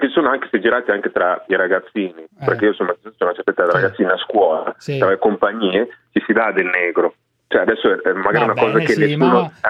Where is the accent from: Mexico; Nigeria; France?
Nigeria; now in Italy; No, sono nigeriano, nazionalista